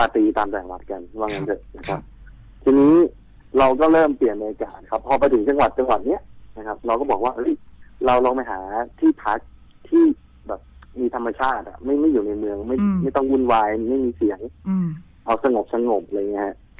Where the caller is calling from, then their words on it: Bangkok, Thailand; โทรมาจากกรุงเทพครับอยู่ถนนนวมินครับ